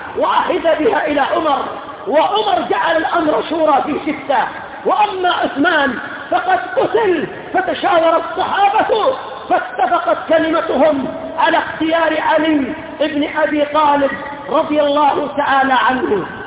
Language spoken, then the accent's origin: Arabic; Yemen; وليس أظهر عندنا في اليمن